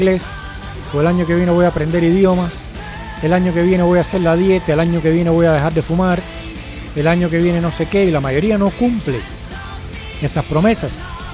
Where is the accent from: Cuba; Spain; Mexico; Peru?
Cuba; todo el que me oye hablar sabe que soy cubano y el que lo sabe porque yo se lo he dicho también, como yo soy cubano